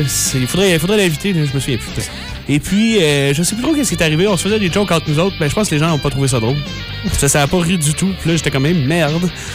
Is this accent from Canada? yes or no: yes; Beloeil, Quebec, Canada; Ben, je viens d'où? Originaire, natif. Je suis Belœilois. Donc, sur la rive sud de Montréal, de Belœil.